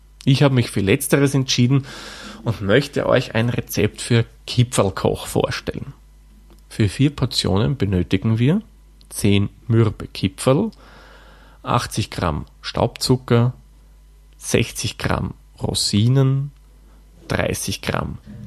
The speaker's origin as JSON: {"language": "German", "region": "Lower Austria", "country": "Austria", "tie": "born or raised there", "said": "In meiner Heimat im Waldviertel, vor allem in der Region, wo ich dann herkomme, also in der Stadt, wo ich herkomme"}